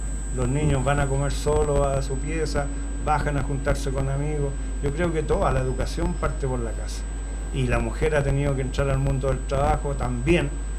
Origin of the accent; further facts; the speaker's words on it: Puente Alto, Santiago Metropolitan Region, Chile; Yo soy de Puente Alto cuando habían 144.000 habitantes y de abruptamente subió su población, su densidad.